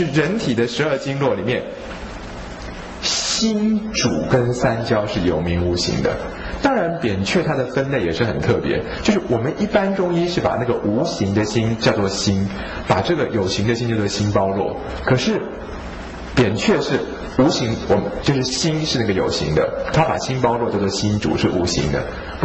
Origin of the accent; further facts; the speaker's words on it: Taiwan; 我们台湾人的肉都松松的，对不对？